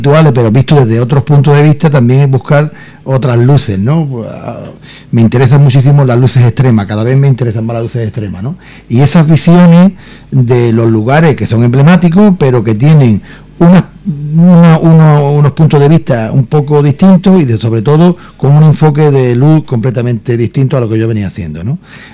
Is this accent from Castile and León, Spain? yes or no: no; Ubrique, Andalusia, Spain; A mí me encanta pintar mi pueblo.